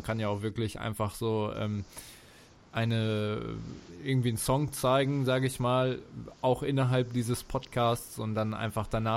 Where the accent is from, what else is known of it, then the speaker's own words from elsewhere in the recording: Bielefeld, North Rhine-Westphalia, Germany; die Nachbarstadt meiner Heimatstadt